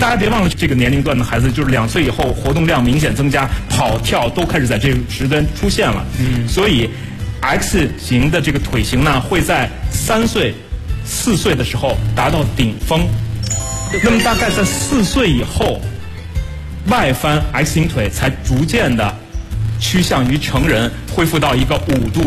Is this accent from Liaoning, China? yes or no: no; Beijing, China; 就是咱们北京话叫波棱盖